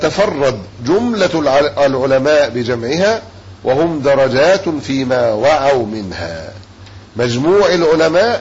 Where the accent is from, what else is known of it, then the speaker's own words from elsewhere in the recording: Egypt; إحنا مصريين في الأصل